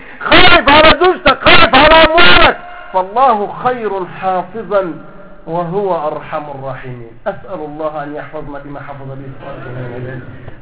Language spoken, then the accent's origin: Arabic; Egypt; زي ما بقول عندنا في مصر